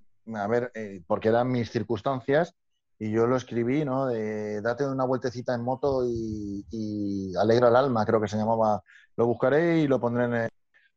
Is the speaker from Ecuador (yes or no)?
no; Valencia, Valencian Community, Spain; yo, venimos de Valencia y tal, con nuestras 125 y otra vez para 200.